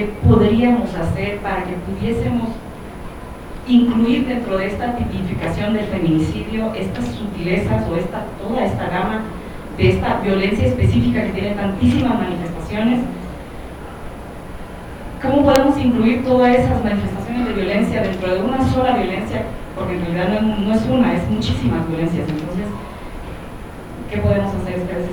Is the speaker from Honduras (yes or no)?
yes; Honduras; now in Mexico; soy hondureña, residente en esta ciudad